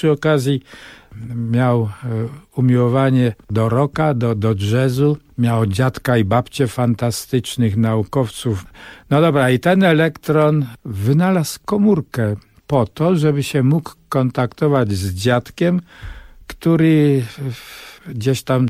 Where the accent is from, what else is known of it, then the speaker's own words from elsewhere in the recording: Bogucice, Lesser Poland, Poland; moje dzieciństwo w tym krajobrazie, Bogucice, to jest Podkarpacie, przecudny pejzaż pagórkowaty pod Wieliczką